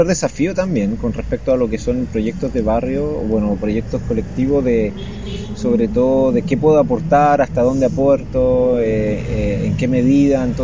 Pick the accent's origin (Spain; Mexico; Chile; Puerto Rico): Chile; Vengo de Chile, tengo toda mi familia allá.